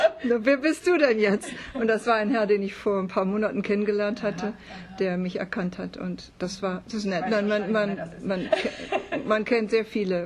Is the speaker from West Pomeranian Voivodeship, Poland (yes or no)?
no; Świdnica, Lower Silesian Voivodeship, Poland; also born or lived in Hamburg; now in United States; In Deutschland habe ich überwiegend in Hamburg gelebt. Okay. Wir sind aus Schlesien, Vertriebene.